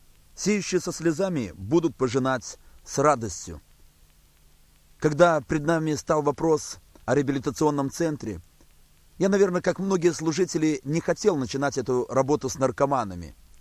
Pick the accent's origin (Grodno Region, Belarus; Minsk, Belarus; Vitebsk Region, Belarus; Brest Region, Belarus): Brest Region, Belarus; Baranavichy; мы возвратились в Белоруссию, мы возвратились в родной город, в город Барановичи, где проживаем на данный момент.